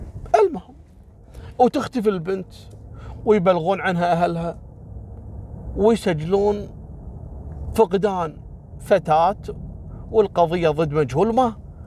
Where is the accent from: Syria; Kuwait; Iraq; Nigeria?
Kuwait; ان مثل هالسوالف هذه عندنا في الكويت كثيرة